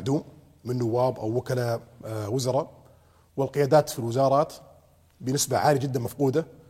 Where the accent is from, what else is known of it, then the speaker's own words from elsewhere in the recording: Saudi Arabia; اللي نطمح لها كلنا كسعوديين